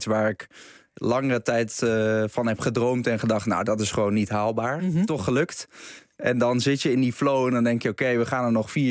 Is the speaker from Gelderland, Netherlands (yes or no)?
no; Naarden, North Holland, Netherlands; Ik ben opgegroeid in Naarden.